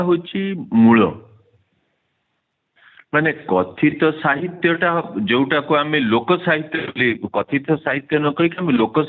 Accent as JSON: {"language": "Odia", "town": "Balasore", "region": "Odisha", "country": "India", "tie": "born or raised there", "accent": "Baleswari (northern Odia)", "said": "ମୁଁ ଏବେ ବି ବାଲେଶ୍ୱରୀ, ମୁଁ ଯେହେତୁ ସେ ଉତ୍ତରାଞ୍ଚଳର ଲୋକ, ମୁଁ ସ୍ୱର ମୋ ଘର ବାଲେଶ୍ୱର, ଯେହେତୁ ମୋର ଜନ୍ମ ହେଇଛି, ମୁଁ ସେଠି ବଡ଼ ହେଇଛି"}